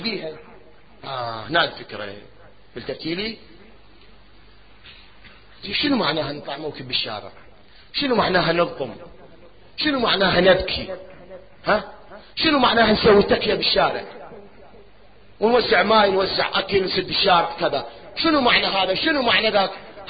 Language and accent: Arabic; Iraq; قلت لك احنا عندنا بالعراق نار ويحملوها فد مشعل نار